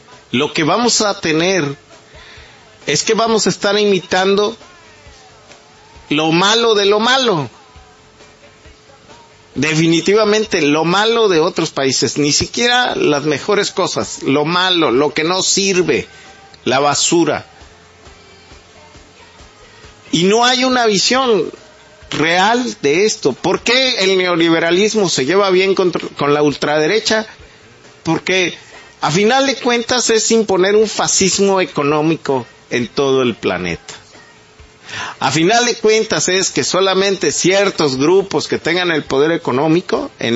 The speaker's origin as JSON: {"language": "Spanish", "country": "Mexico", "said": "ya llegó la hora de nuestra civilización, ya no como mexicanos, como civilización global"}